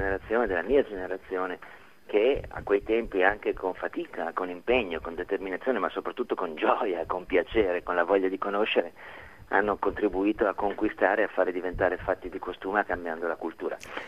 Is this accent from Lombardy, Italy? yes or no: yes; Milan, Lombardy, Italy; io sono milanese, ai tempi vivevo a Milano